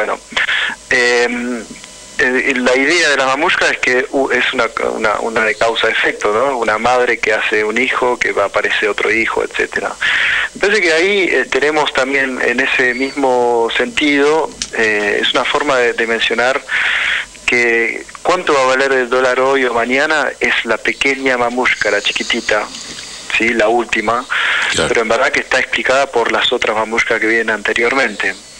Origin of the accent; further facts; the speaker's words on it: Argentina; es un problema para un país como la Argentina, ¿no? Que estemos pasando por esta situación.